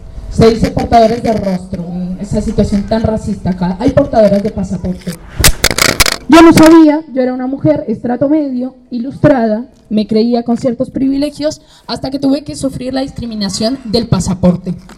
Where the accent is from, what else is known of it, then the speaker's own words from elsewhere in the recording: Colombia; Yo soy de acá, de Colombia.